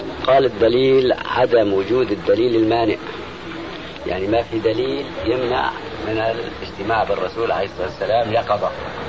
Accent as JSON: {"language": "Arabic", "town": "Aleppo", "region": "Aleppo Governorate", "country": "Syria", "said": "الشيخ عبد الله سراج عندنا في حلب"}